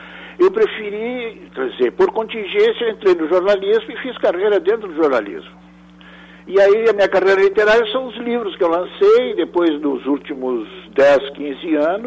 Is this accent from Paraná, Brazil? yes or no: no; Rio Grande do Sul, Brazil; eu fui criado no Pampa. Uhum. Era rodeado aquela paisagem enorme, né, e fixa, né?